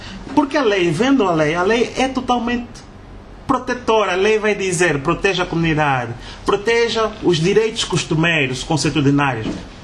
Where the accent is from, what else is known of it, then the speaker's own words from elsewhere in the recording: Angola; Porque ainda não tomamos consciência que isso são questões de Estado e que nos tocam a todos nós como angolanos.